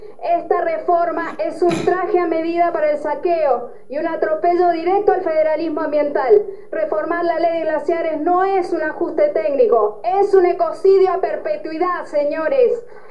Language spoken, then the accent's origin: Spanish; Mendoza, Argentina; vengo de la provincia de Mendoza.